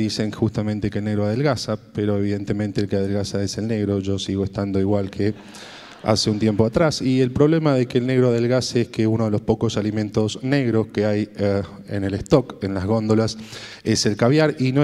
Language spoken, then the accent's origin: Spanish; Córdoba, Argentina; cuando les decís soy de Córdoba, te dicen trae alfajores